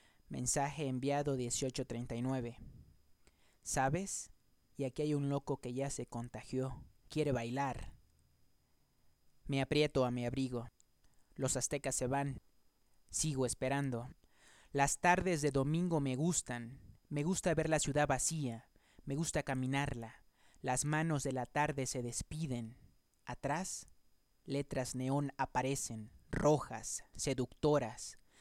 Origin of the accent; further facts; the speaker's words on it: Acapulco, Guerrero, Mexico; now in Mexico City, Mexico; Y yo que vengo del calorcito de Acapulco, pues tengo que abrigarme bien porque este frío está un poco congelante